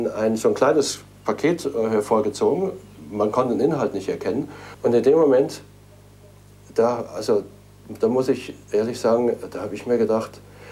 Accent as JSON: {"language": "German", "town": "Munich", "region": "Bavaria", "country": "Germany", "tie": "born or raised there", "said": "denn er kam aus München, aus meiner Heimatstadt"}